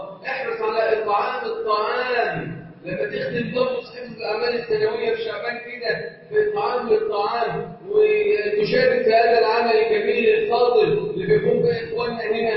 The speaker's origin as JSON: {"language": "Arabic", "country": "Egypt", "said": "اللهم اجعل بلدنا مصر امنا امانا سخاء رخاء"}